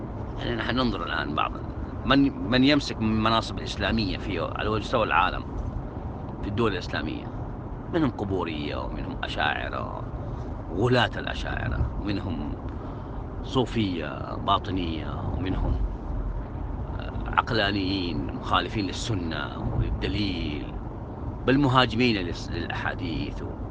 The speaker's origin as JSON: {"language": "Arabic", "town": "Mecca", "region": "Makkah Province", "country": "Saudi Arabia", "said": "فتحوا في مسجد الراجحي عندنا في مكة دورة عن باب المياه"}